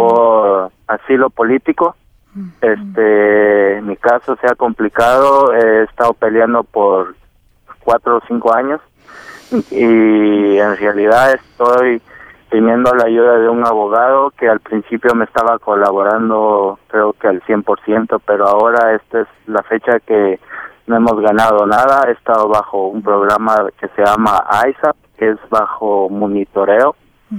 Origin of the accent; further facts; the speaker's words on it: Guatemala; now in United States; Soy guatemalteco. Uh-huh. Tengo... ya 14 años en este país.